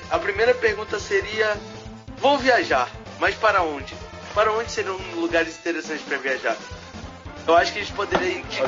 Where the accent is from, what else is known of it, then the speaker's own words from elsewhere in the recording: Manaus, Amazonas, Brazil; eu sou de Manaus, Amazonas, tenho 16 anos.